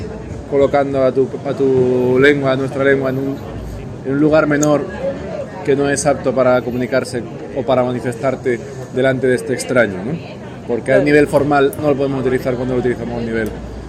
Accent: Elche, Valencian Community, Spain; first language Valencian; Spanish is a second language; En mi tierra, como digo, yo soy de Elche. Mi casa hablaba valenciano, ¿no? Catalán, valenciano, lo mismo es, ¿no?

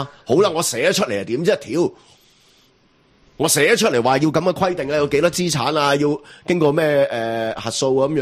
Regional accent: Hong Kong

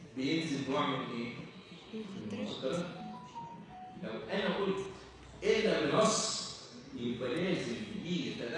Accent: Egypt; لو إحنا ما شاء الله عندنا في مصر الأدوية بدون شركة

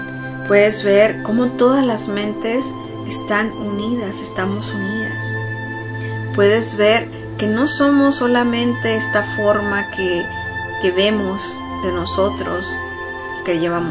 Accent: Mexico; soy una mujer … soy humana, soy mexicana

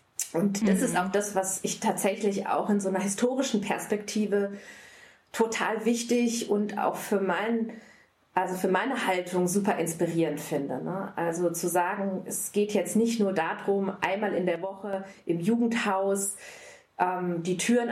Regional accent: North Rhine-Westphalia, Germany; Also ich bin im Ostwestfalen-Lippe groß geworden, da war der Feminismus jetzt nicht unbedingt zu Hause.

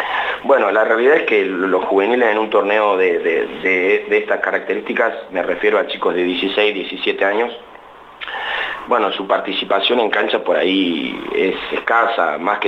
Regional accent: Santa Rosa, La Pampa, Argentina; yo soy de acá, de Santa Rosa. Hice mi formación como joven, niño, adolescente, jugando al básquet en Estudiantes.

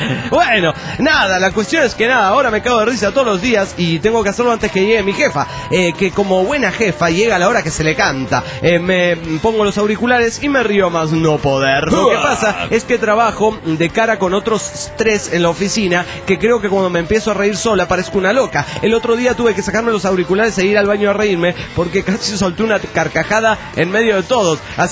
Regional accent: Mendoza, Argentina; now in São Paulo, Brazil; Soy originalmente de Mendoza, Argentina, pero vivo hace 5 años en São Paulo, Brasil.

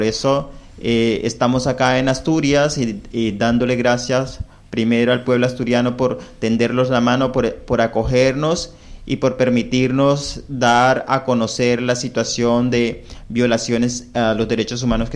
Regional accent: Cesar, Colombia; yo soy indígena cancuamo de la Sierra Nevada de Santa Marta, pues uno de los cuatro pueblos que habitamos la Sierra Nevada de Santa Marta

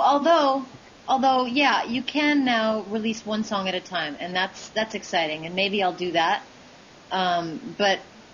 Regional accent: Oregon, United States; I'm from the West Coast originally.

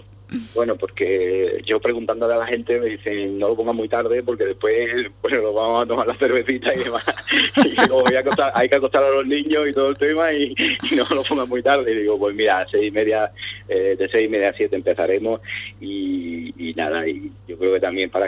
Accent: Cádiz, Andalusia, Spain; Como buenos gaditanos que somos, nos gusta mucho el humor.

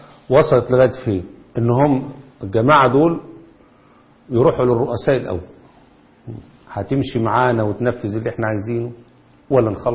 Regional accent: Egypt; وده اللي بيحصل عندنا في مصر بالضبط دلوقتي.

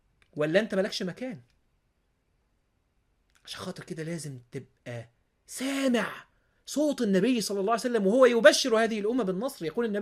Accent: Egypt; ماشي في المول عندنا في مصر

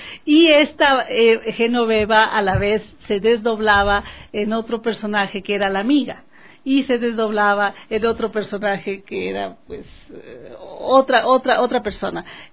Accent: Rome, Lazio, Italy; moved away as an adult; now in Ecuador; volvimos a Roma, porque es el centro, la sede de la FAO, y yo me quedé viviendo en Roma hasta los 18 años, que vine a buscar mis raíces acá al Ecuador, a estudiar lingüística.

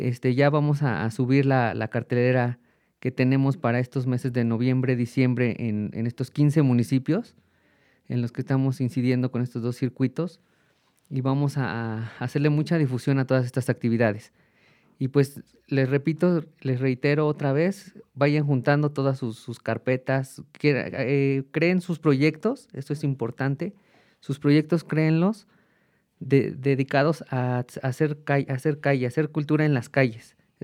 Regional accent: Juchitepec, State of Mexico, Mexico; yo soy de Juchitepec y ahí tengo el Consejo de Cultura Parroquial que justo lo fundé en una iglesia

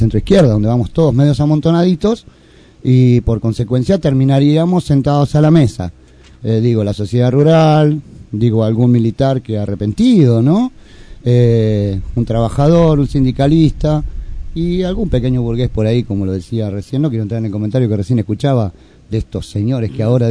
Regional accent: Argentina; born there; Yo nací en la Argentina

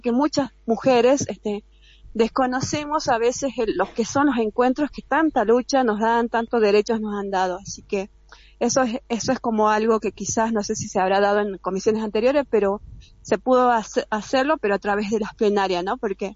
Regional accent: Jujuy, Argentina; nosotros somos un pueblo jujeño, tenemos territorios alejados

